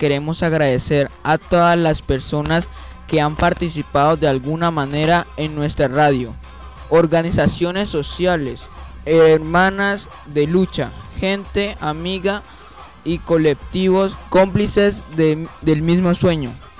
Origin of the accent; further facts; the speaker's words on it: Venezuela; Vengo de Venezuela, tengo 14 años